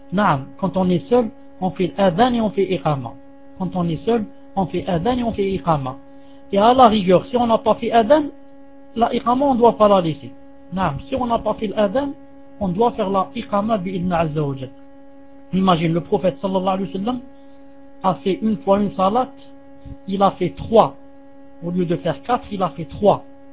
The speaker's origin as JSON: {"language": "French", "country": "Algeria", "second_language": "French", "said": "je lui dis, moi en Algérie, si on circoncit une femme, c'est très grave."}